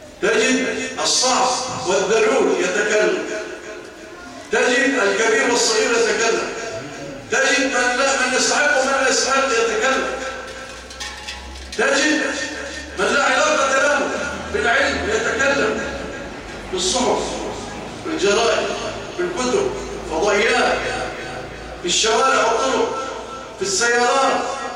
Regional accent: Egypt; اللهم اجعل بلادنا مصر أمانا رخاء

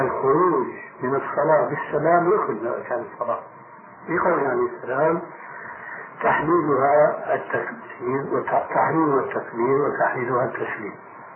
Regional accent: Damascus, Damascus Governorate, Syria; عندنا في دمشق

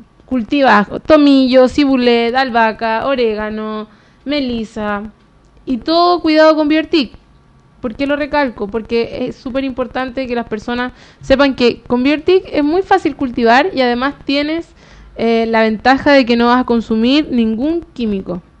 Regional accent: Puente Alto, Santiago Metropolitan Region, Chile; Nunca me fui de Puente Alto.

